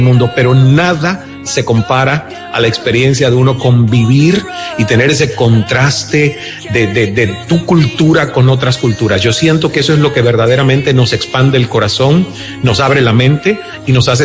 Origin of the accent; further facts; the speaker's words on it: Cuba; moved away as an adult; yo salí de Cuba a los 29 años con esa sed de haber conocido el mundo